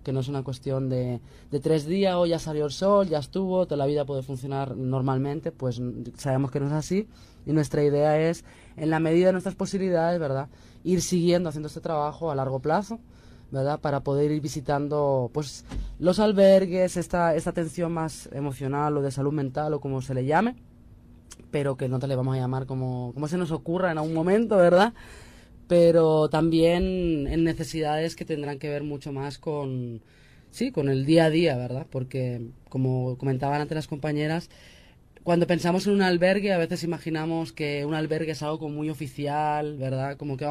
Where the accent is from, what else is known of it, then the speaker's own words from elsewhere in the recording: Spain; born there; a mí me toca como persona que nací en el Estado español, ¿verdad? Llamado también desde aquí Estado histérico.